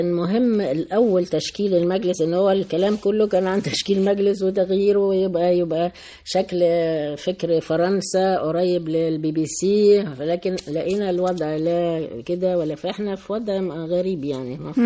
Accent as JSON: {"language": "Arabic", "country": "Egypt", "said": "و في اثناء الثوره عندنا في مصر يعني"}